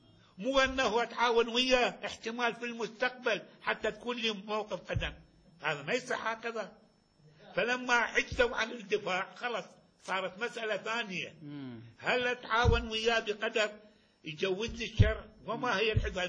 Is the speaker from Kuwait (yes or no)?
yes; Kuwait; هذا عرفنا احنا من الكويت